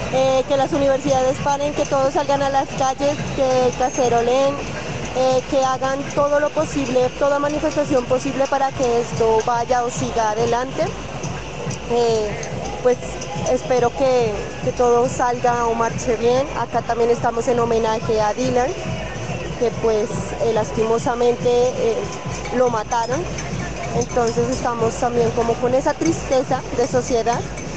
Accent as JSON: {"language": "Spanish", "town": "Pasto", "region": "Nariño", "country": "Colombia", "lives_now": "Bogotá, Colombia", "said": "soy pastusa, pero estoy viviendo en Bogotá."}